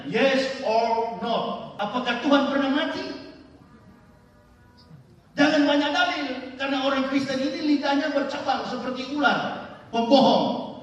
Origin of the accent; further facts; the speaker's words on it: Manado, North Sulawesi, Indonesia; Tidak mudah kami orang Manado bisa menembus yang namanya gerbang hidayah